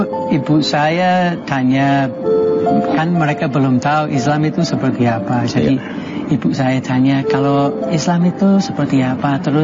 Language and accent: Indonesian; England, United Kingdom; Indonesian is a second language; now in Lumajang, Indonesia; Saya memang bukan orang sini, saya dari Inggris jauh-jauh